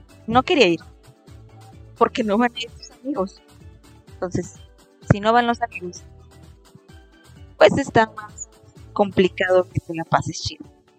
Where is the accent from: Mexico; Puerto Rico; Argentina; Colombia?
Mexico; Aguascalientes; Soy de México, del hermoso estado de Aguascalientes, ahí vivo yo, lejos del Popocatépetl. Lejos de la ceniza volcánica.